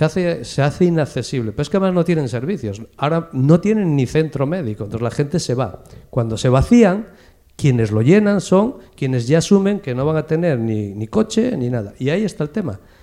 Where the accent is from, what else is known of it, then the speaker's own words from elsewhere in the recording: Mieres, Asturias, Spain; yo que vengo de Mieres